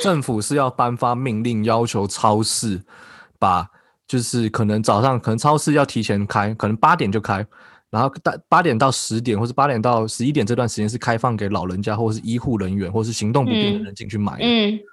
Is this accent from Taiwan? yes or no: yes; Taiwan; 或是像我们台湾人一样，就是自发性的有点算是半封城的情况好了